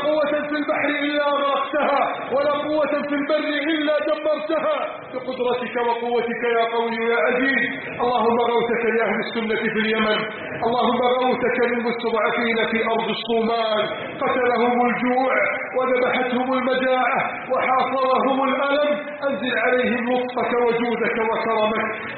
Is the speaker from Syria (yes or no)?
no; Egypt; اجعل بلدنا مصر عزيزة غنية شامخة بأهلها.